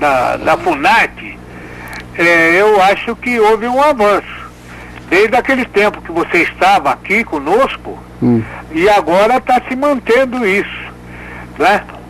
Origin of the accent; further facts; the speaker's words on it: São Paulo, Brazil; Eu sou de São Paulo. Eu sou paulistano.